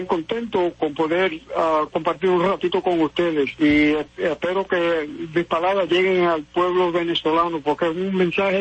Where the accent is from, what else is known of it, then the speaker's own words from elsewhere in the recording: Puerto Rico; visitando todos los municipios, que son 78 en Puerto Rico, visitarlos, dialogar, escuchar, aprender de mi pueblo